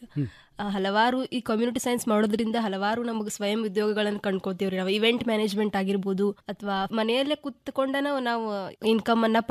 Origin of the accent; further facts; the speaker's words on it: Gokak, Karnataka, India; ಗೋಕಾಕಿಂದ ಬಂದಿದ್ದೀನಿ ಸರ್.